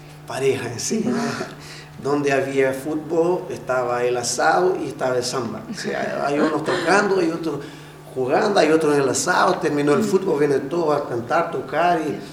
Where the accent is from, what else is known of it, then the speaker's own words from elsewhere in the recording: Brazil; Spanish is a second language; now in Chile; cuando tú te presentas en algún lado y dices, yo soy brasileño, al tiro dices, ¡oh, y samba!